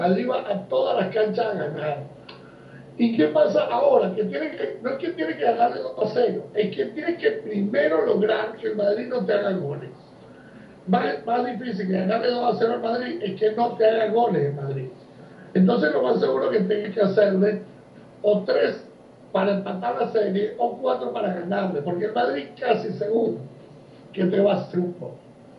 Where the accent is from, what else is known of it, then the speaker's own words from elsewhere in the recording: Uruguay; Yo, más que como uruguayo